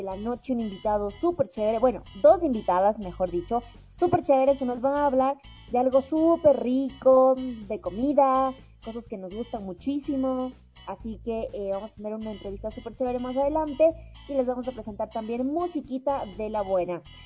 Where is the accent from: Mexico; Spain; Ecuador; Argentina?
Ecuador; yo me siento feliz como ecuatoriana